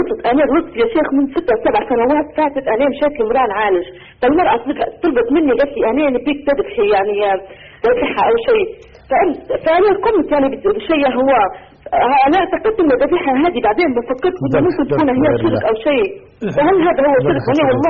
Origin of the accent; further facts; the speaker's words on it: Libya; يا دكتور لو سمحت يا شيخ، أنا من ليبيا